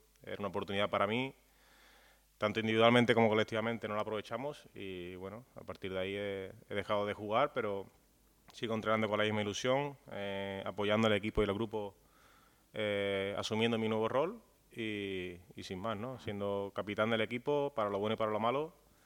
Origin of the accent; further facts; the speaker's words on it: Seville, Andalusia, Spain; Sí, un partido muy bonito, volver a Sánchez Pizjuán, a mi tierra.